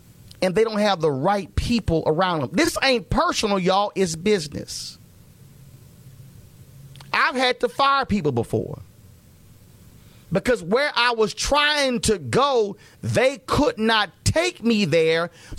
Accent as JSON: {"language": "English", "town": "Houston", "region": "Texas", "country": "United States", "tie": "born or raised there", "said": "And again, we're hopeful that we'll be able to add my hometown of Houston."}